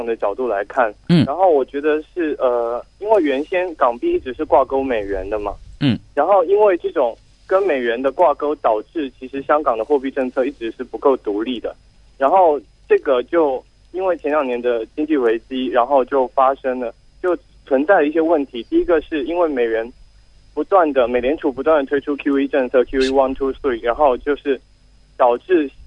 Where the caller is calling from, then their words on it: Hubei, China; 我来自湖北。